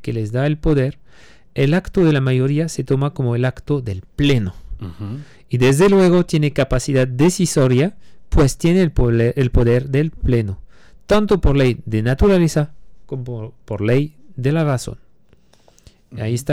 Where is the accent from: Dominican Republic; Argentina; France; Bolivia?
France; Spanish is a second language; now in Mexico; Yo, siendo francés, no teniendo la nacionalidad mexicana, como quiera tengo que pagar impuestos como ustedes